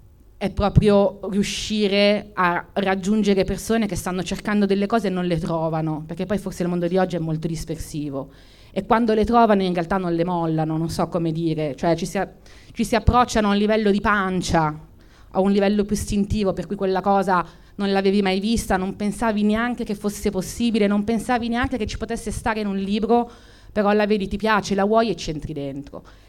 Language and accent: Italian; Turin, Piedmont, Italy; forse siamo un po' pancabestia in quanto torinesi.